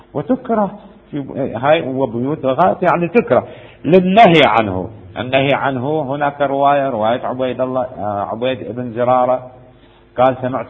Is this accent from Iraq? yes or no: yes; Iraq; الكورة عندنا الكورة احنا يسموها كورة عندنا بالعراق